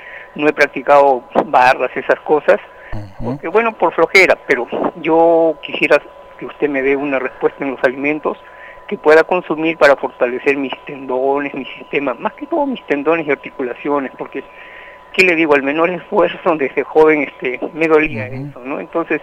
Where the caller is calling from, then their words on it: La Victoria, Lima, Peru; de La Victoria.